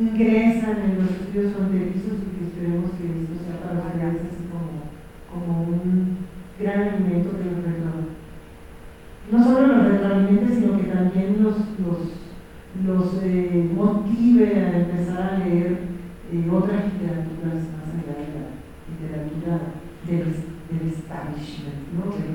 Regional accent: Tijuana, Baja California, Mexico; cuando yo viví en Ciudad Natal, que fue mi Ciudad Natal mexicana. De Mexicali como de Tijuana, que fue donde pasé la mayor parte de mi infancia y mi adolescencia

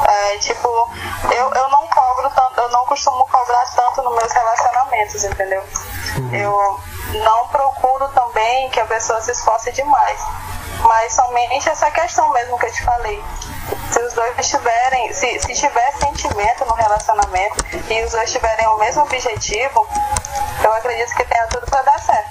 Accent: Plácido de Castro, Acre, Brazil; now in Rio Branco, Brazil; eu sou de Plácido de Castro. Eu nasci lá, né? Uhum. Me criei lá também. Aí foi quando eu terminei o ensino médio, passei um ano parado aí. Foi quando eu decidi vir.

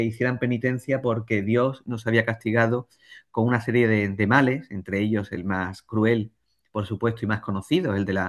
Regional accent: Jerez de la Frontera, Andalusia, Spain; en la ciudad de donde yo soy de Jerez, aquí en la provincia de Cádiz

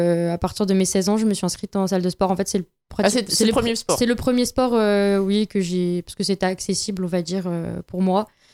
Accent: Nancy, Grand Est, France; j'ai 24 ans, je suis de Nancy

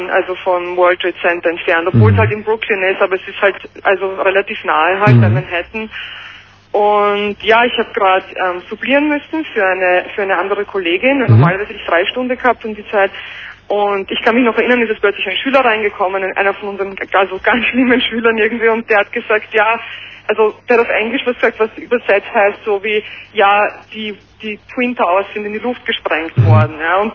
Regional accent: Austria; moved away as an adult; now in New York, United States; Ich wohne seit 3 Jahren schon in New York, bin ursprünglich aus Österreich

